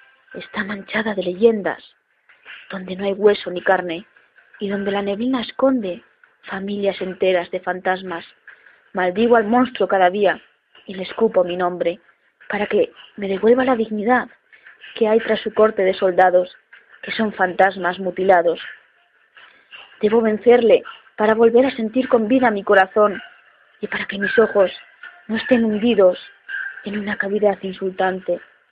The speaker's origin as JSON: {"language": "Spanish", "town": "Soria", "region": "Castile and León", "country": "Spain", "said": "tengo 28 años y soy de Soria, España. Y desde esta poética tierra os envío este poema."}